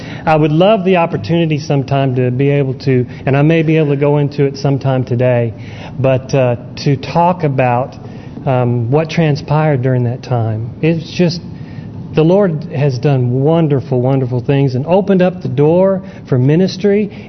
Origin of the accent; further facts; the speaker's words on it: San Diego, California, United States; born there; I was born in California, San Diego.